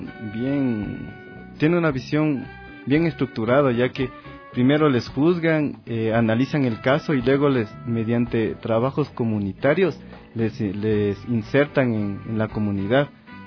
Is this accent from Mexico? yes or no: no; Ecuador; en nuestra memoria histórica como ecuatorianos, ecuatorianas